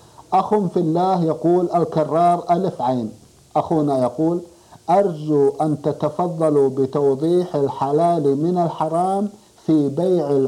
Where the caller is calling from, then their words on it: Medina, Medina Province, Saudi Arabia; من المدينة المنورة